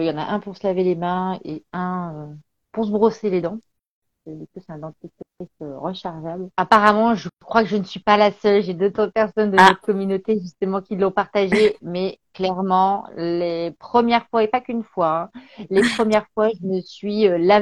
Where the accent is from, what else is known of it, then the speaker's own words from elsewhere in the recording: Béthune, Hauts-de-France, France; Et en fait, je suis une ch'ti. Voilà, je suis de Béthune, dans le Pas-de-Calais.